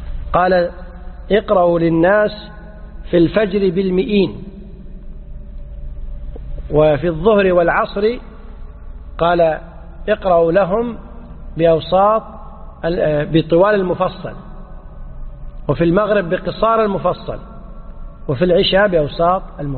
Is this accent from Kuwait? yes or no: yes; Kuwait; إحنا عندنا في الكويت الأمر منظم من ولي الأمر